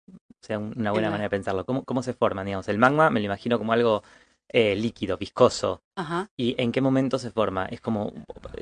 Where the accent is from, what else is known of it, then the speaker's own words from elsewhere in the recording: Argentina; cuando vamos a la universidad o cuando vamos a un servicio de salud, la mayoría somos personas argentinas